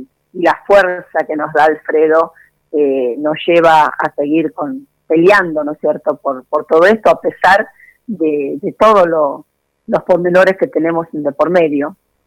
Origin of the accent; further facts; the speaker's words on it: Santa Fe, Argentina; Bueno, yo en realidad soy de Santa Fe.